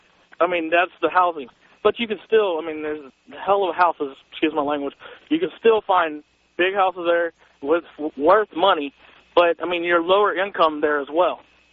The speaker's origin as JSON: {"language": "English", "town": "Spring", "region": "Texas", "country": "United States", "tie": "born or raised there", "said": "I grew up in northwest Houston, and right above me, I was from Spring, and it's a place called the Woodlands."}